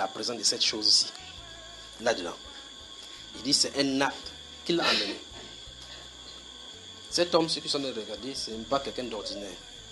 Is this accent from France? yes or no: yes; France; born there; c'est que je suis né en France.